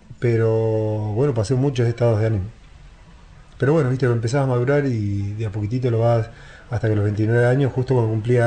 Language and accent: Spanish; La Pampa, Argentina